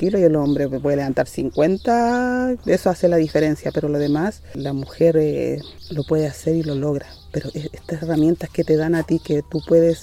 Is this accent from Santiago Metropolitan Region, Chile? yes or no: no; Valle de Azapa, Arica y Parinacota, Chile; Soy nacida y criada en el Valle de Azapa, vengo de una familia afrodescendiente.